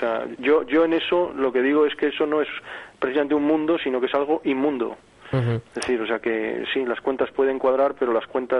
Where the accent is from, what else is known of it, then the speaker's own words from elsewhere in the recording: Madrid, Community of Madrid, Spain; accent: godo; also born or lived in Las Palmas; aunque nuestros oyentes me oigan un acento tan godo, quiero recordar que somos canarios, que nacimos en Las Palmas, que tenemos toda nuestra familia allí, y aunque por motivos de que mi padre era madrileño tuvimos que vivir toda la vida en Madrid, nos hemos sentido siempre y nos sentimos canarios